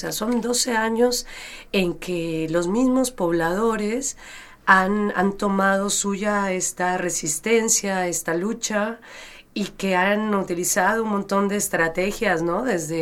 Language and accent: Spanish; Jalisco, Mexico; yo no estoy viviendo en México, pero soy de Jalisco